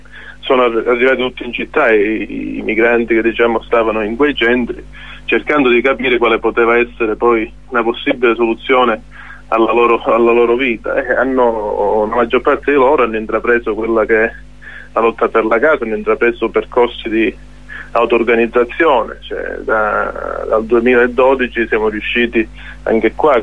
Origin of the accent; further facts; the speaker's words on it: Calabria, Italy; come calabresi fondamentalmente noi a queste crisi ci siamo abituati